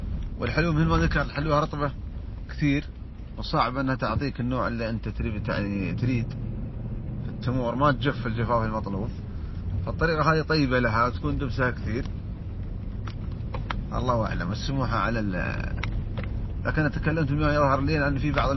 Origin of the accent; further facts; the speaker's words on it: United Arab Emirates; كذلك عندنا في الإمارات موجودين بعض التجار